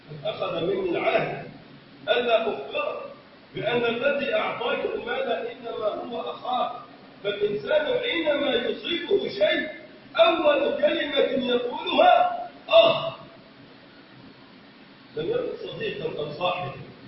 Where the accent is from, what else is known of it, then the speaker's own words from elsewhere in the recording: Egypt; اللهم من اراد بلدنا مصر بخير وفقه لكل خير